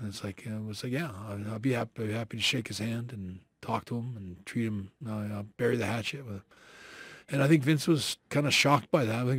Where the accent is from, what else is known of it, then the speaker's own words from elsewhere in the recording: Canada; me being Canadian